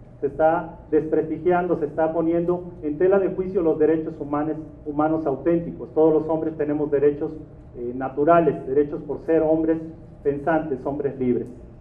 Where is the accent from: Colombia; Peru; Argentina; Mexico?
Mexico; Yo como mexicano estoy muy agradecido de todos ustedes por apoyar esta labor aquí en México